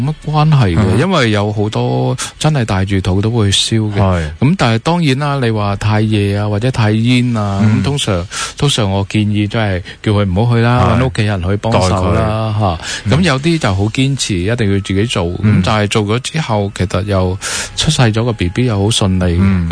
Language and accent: Cantonese; Guangdong, China; 即係唔會好似我哋廣東人咁